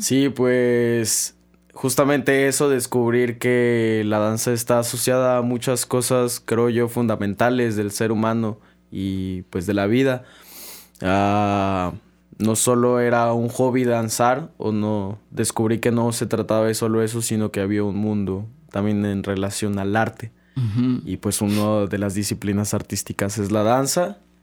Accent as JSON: {"language": "Spanish", "town": "Coatzacoalcos", "region": "Veracruz", "country": "Mexico", "said": "Yo soy de Coatzacoalcos"}